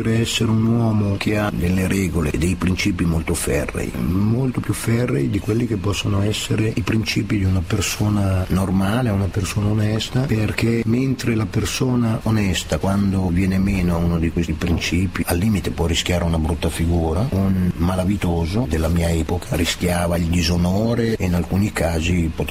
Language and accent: Italian; Milan, Lombardy, Italy; born there; Io è vero, sono nato a Lambrate, non mi sento vicino a Lambrate, mi sento molto più vicino al Giambellino